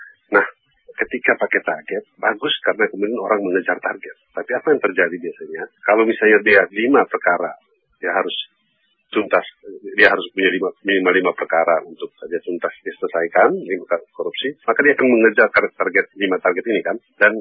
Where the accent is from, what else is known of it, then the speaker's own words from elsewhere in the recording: West Nusa Tenggara, Indonesia; macam di kampung saya di NTB